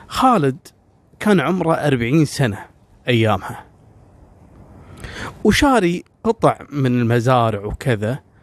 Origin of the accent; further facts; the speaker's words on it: Kuwait; العراقيين يجون عندنا في الكويت والكويتيين يروحون